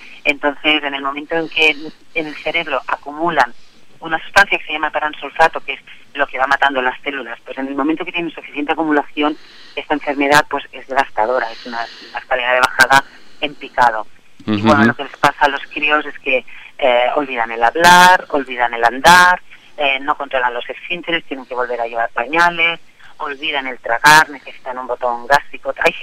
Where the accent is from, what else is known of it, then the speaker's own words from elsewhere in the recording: Terrassa, Catalonia, Spain; yo soy de Tarrasa. Aquí Tarrasa la tengo plagada siempre de actos